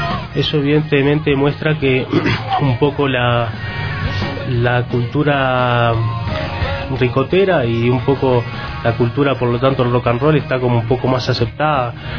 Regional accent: Uruguay; porque un poco como uruguayo, ¿no? Paisito al lado de la Argentina

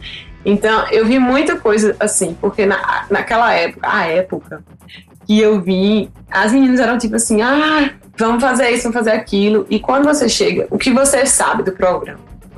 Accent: Paraíba, Brazil; moved away; Aí eu sou da Paraíba, já chegava aquele negócio nordeste, né?

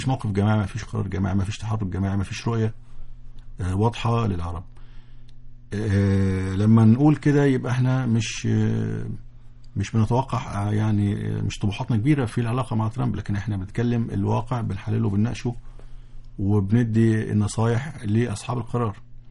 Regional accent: Egypt; بس احنا اللي يخصنا كمصريين وكعرب من الموضوع

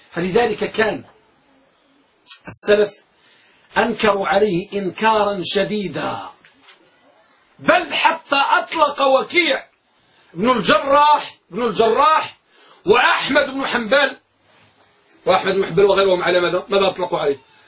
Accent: Morocco; عندنا بالمغرب

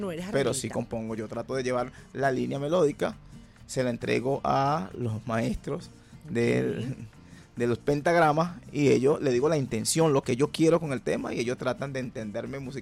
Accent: Higuerote, Miranda, Venezuela; now in Caracas, Venezuela; eso lo hice en mi pueblo querido, de Higuerote.

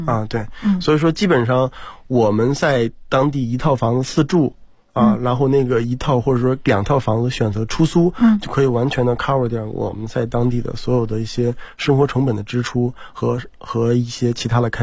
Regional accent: China; 或者说像我们中国人一样啊

